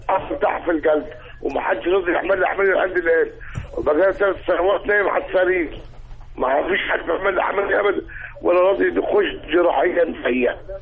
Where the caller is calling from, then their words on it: Abu Hammad, Sharqia Governorate, Egypt; من ابو حماد شرقي